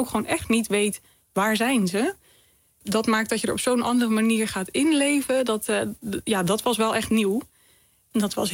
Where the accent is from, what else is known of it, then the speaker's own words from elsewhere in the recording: Zeeland, Netherlands; En ik kom zelf van Walcheren en daar heeft gewoon minder onder water gestaan.